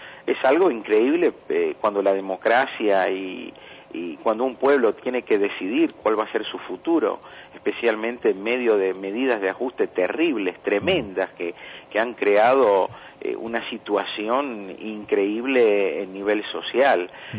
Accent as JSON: {"language": "Spanish", "country": "Argentina", "tie": "born there", "also_born_or_lived": "Greece", "said": "yo nací en Argentina y después volví a Grecia."}